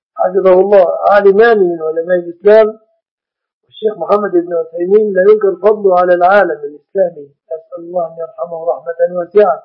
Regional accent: Egypt; فالمرأة عندنا في مصر في مصر يقولون هذه سلفة فلان

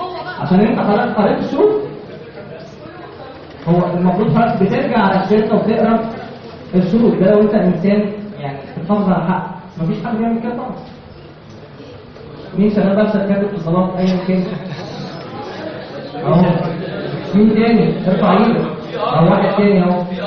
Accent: Egypt; احنا مش لسه كمصريين كلنا ما بنقراش الحاجه اللي بنمضي عليها كويس

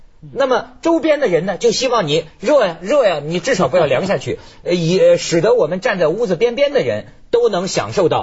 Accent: China; 我作为中国人民，我过去都不太懂，也不太关心

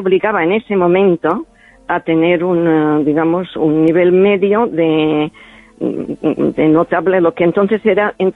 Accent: Balearic Islands, Spain; Spanish is a second language; yo soy procedente de Mallorca. Y entonces yo aprendí el castellano, aunque no hablo bien el catalán, el mallorquín, pues yo he aprendido un castellano un poco deficiente desde mi punto de vista.

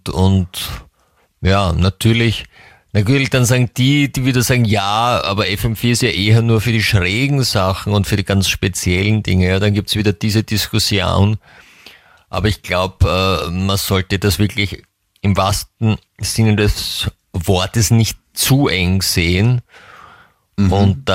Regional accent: England, United Kingdom; German is a second language; bei uns in England sagt man, würde man sagen, einschleimern zu können.

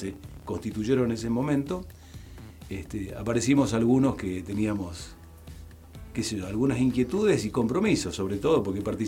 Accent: Misiones, Argentina; also born or lived in Patagonia; now in Bariloche, Argentina; desde ese entonces me quedé en la Patagonia, así que soy más patagónico que misionero. Y en Bariloche vivo desde 1984.

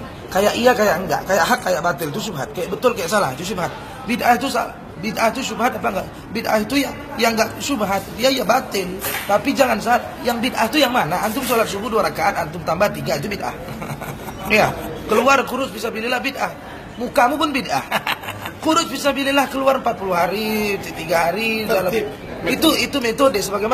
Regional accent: Medan, North Sumatra, Indonesia; Saya orang Medan, Sumatera Utara, Deli Serdang, Melayu Deli.

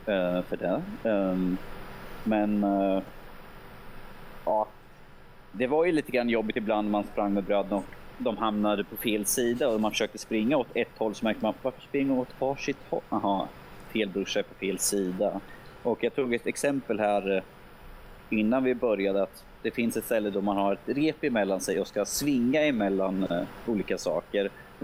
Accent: Örebro, Örebro County, Sweden; Och som örebroare får man väl känna sig lite glad

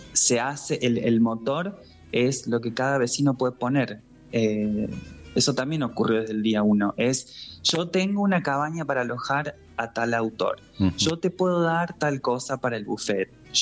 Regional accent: Santa Rosa, Argentina; also born or lived in Merlo; Pero me crié en Santa Rosa.

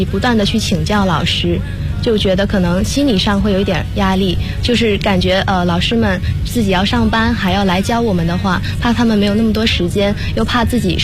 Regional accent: Guangdong, China; 我觉得首先是普通话可以算吗？因为我是广东人

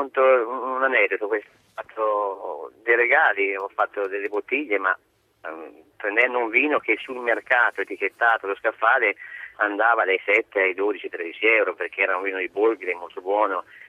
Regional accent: Tuscany, Italy; sono toscano, sicché di conseguenza il vino qua da noi è un'arte

